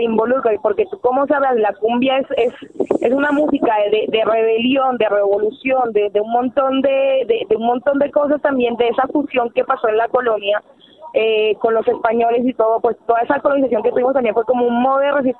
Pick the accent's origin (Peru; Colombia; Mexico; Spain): Colombia; now in Argentina; somos varios que venimos, que somos colombianos, pero que vivimos en distintas partes de la Argentina